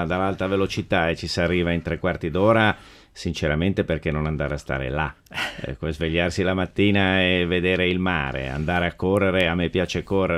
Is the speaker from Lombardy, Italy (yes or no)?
yes; Milan, Lombardy, Italy; also born or lived in Genoa; io sono nato a Genova, pur vivendo da sempre a Milano, però il mio cuore è rimasto a questa fantastica città